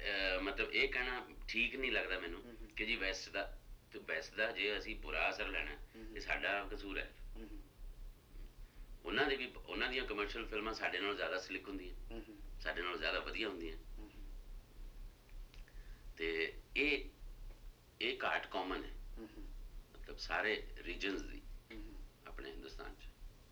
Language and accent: Punjabi; Punjab, India; moved away as an adult; also born or lived in Delhi / Pune; now in Mumbai, India; ਮੈਂ 70 'ਚ ਪੰਜਾਬ ਤੋਂ ਆ ਗਿਆ, ਦਿੱਲੀ ਰਿਹਾ ਨੈਸ਼ਨਲ ਸਕੂਲ ਡਰਾਮਾ, ਉੱਥੇ ਕਲਾਸ 'ਚ ਅੰਗਰੇਜ਼ੀ ਹਿੰਦੀ, ਫਿਰ ਪੂਨਾ ਚਲਿਆ ਗਿਆ ਉੱਥੇ ਵੀ ਅੰਗਰੇਜ਼ੀ ਹਿੰਦੀ, ਫਿਰ ਬੰਬੇ ਰਹਿੰਦਾ ਸੀ